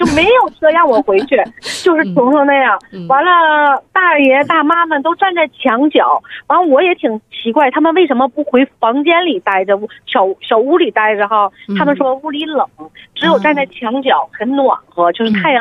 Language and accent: Chinese; Northeast China, China; 我作为一个东北人，我可负责任跟你说